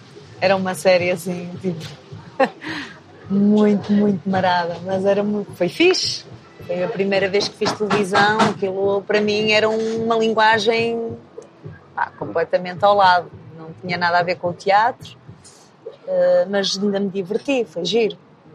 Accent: Porto, Norte, Portugal; moved away; Adoro o Porto. O Porto é uma cidade incrível. e sinto-me mesmo bem, sinto que é mesmo a minha terra, né?

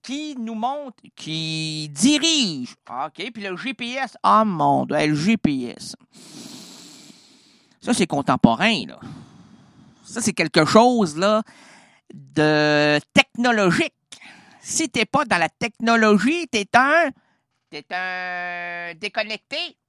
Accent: Quebec, Canada; Je suis Québécois. Je suis un Américain francophone.

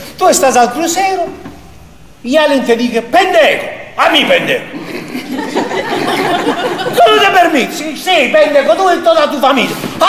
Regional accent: Mexico; yo, como mexicano

